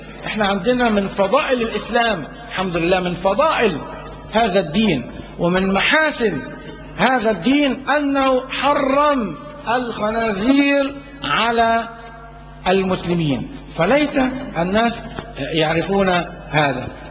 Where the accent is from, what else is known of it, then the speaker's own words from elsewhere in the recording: Egypt; وعندنا في مصر هنا اعدموا طيور كتير جدا